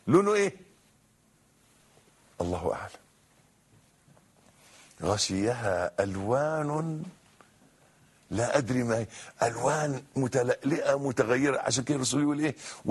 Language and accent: Arabic; Egypt; شجر النبء ده عندنا في مصر، أنا مش عارف شجر النبء ده في العالم أو شجر السدر ده شكله إيه